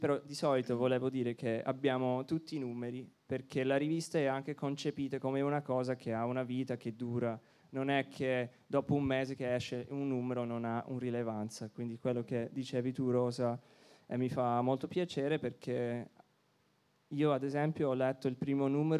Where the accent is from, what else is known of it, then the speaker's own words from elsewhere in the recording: Canada; now in Berlin, Germany; io sono canadese, noi siamo a Berlino con questa rivista